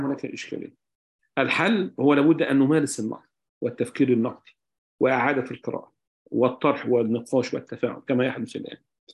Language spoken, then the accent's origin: Arabic; Egypt; إحنا عندنا في مصر التشريعات تتجاوز 50,000 مادة تشريعية